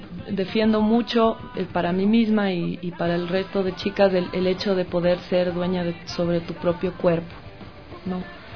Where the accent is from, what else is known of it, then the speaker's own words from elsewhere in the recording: Chepén, La Libertad, Peru; Del norte, de cerca de Chiclayo, Chepén, es de la costa, la costa, ¿no?